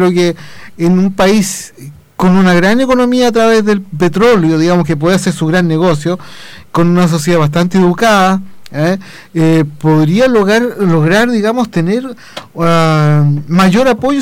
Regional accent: Chile; Recordemos que nosotros como sociedad chilena vivimos un tiempo en circunstancias también similares

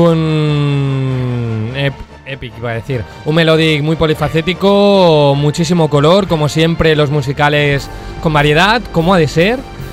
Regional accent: Benavente, Castile and León, Spain; un postre de mi pueblo, en concreto que hacen una pastelería en concreto de la ciudad de Benavente en la provincia de Zamora, que se llaman bombas.

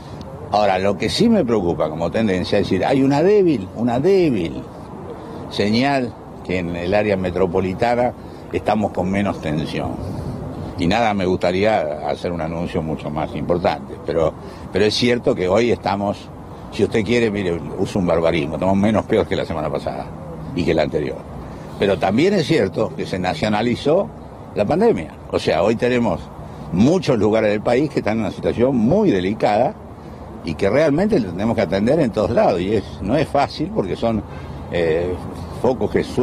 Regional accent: Argentina; mi miedo desde el principio era el fantasma de que nosotros como argentinos estuviéramos un poco lejos en la cola del acceso a la vacuna

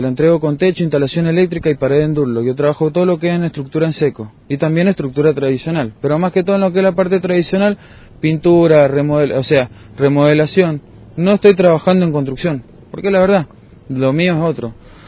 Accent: Mendoza, Argentina; born there; yo soy nacido en Mendoza, he venido por provincias

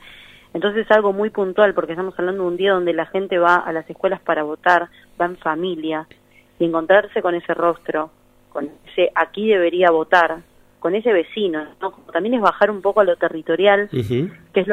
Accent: Buenos Aires, Argentina; yo soy de Pompeya

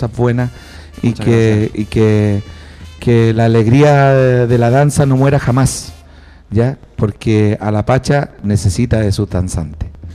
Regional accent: Puente Alto, Santiago Metropolitan Region, Chile; Y yo soy nacido y criado en Puente Alto, así que me siento como embajador de mi comuna.

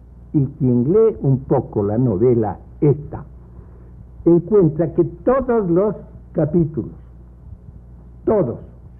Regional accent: Loja, Ecuador; un campesino de mi pueblo, de Loja

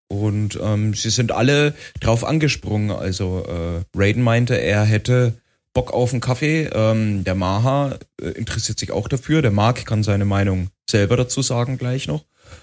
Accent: Bavaria, Germany; Ja, ich als Franke war dann natürlich daneben

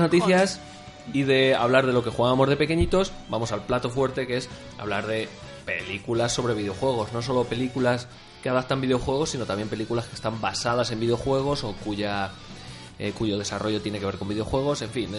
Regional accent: Albacete, Castilla-La Mancha, Spain; Yo soy de Albacete, entonces...

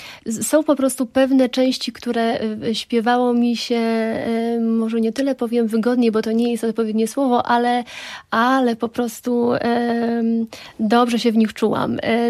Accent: Roztocze, Poland; accent: Roztocze; wywodzę się z Roztocza, mój taki roztoczański zaśpiew, jeśli chodzi o linię melodyczną

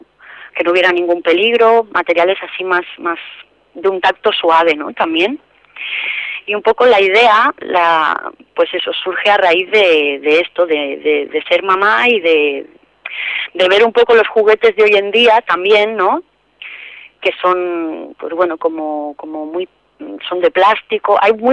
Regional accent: Andalusia, Spain; yo soy andaluza.

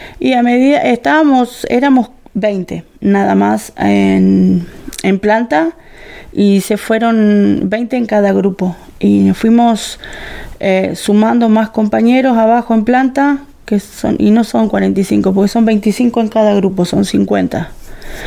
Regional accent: Santa Rosa, La Pampa, Argentina; Sí, todos somos de acá de Santa Rosa.

